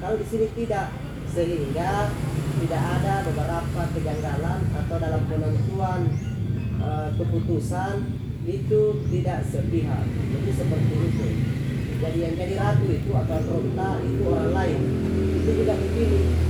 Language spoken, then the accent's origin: Indonesian; Tanah Toa, South Sulawesi, Indonesia; jadi kalau di desa kami itu desa Tanah Toa 90% di pertanian.